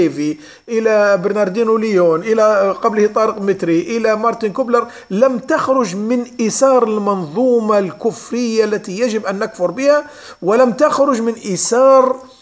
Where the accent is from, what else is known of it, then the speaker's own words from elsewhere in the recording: Libya; وخاصة في بلدنا ليبيا بالذات.